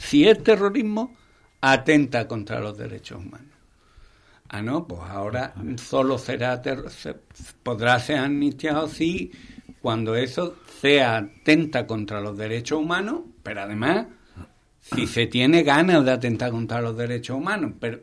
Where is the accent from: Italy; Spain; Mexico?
Spain; Andalusia; Yo soy andaluz y Andalucía es mi tierra.